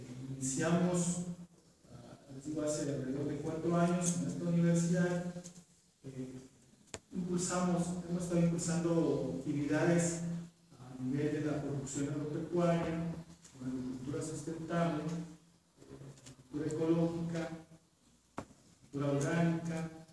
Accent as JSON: {"language": "Spanish", "town": "San Pedro Comitancito", "region": "Oaxaca", "country": "Mexico", "said": "Yo vengo de San Pedro Comitancito, mismo de Comanupé, a una hora de Chicano, una referencia."}